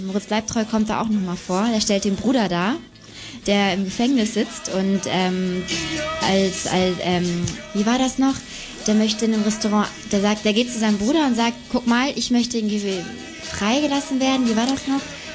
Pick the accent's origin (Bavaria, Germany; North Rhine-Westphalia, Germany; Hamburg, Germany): Hamburg, Germany; Ja, ich bin ja da groß geworden. Aha. Und das war natürlich schon mal richtig schön, als Hamburgerin im Ausland diesen Film zu sehen.